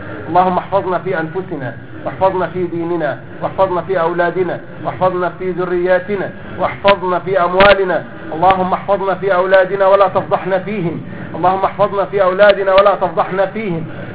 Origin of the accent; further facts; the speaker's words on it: Egypt; زي ما بقول عندنا في مصر